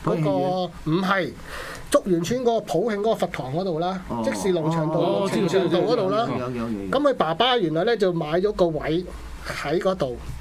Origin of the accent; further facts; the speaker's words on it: Chaozhou, Guangdong, China; 通常咧，我哋潮州人打齋咧。